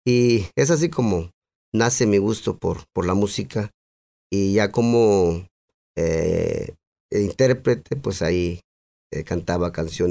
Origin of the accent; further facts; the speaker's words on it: San Juan Colorado, Mexico; mi infancia pues fue en mi tierra natal, San Juan, Colorado, al cual yo pertenezco, gracias a mis progenitores, mi padre y mi madre.